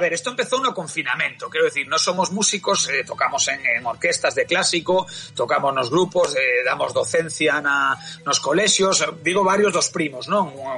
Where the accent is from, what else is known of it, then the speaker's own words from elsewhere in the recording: Galicia, Spain; da miña aldea, pero sí que é verdad que está nun sitio recóndito, nun sitio que non é de moito paso, como digo, non é un sitio que vai a unha cidade grande, é unha zona de Galicia que está aí no medio.